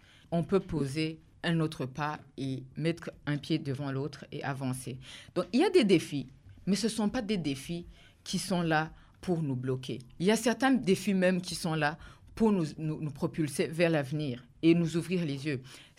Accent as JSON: {"language": "French", "country": "Burundi", "said": "Nous, nous sommes en train de nous ancrer au Burundi. Nous marquons notre identité comme des Burundais."}